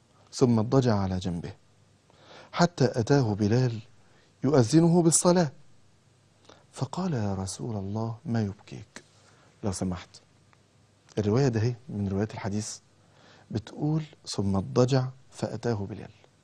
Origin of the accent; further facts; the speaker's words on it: Egypt; مواصلة صغيرة عندنا في مصر اسمها توك توك